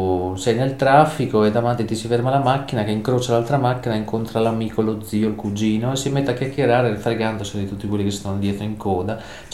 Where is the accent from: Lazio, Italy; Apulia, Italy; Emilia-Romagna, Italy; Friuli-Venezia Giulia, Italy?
Lazio, Italy; Rome; uno si riconosce che io sono di Centocelle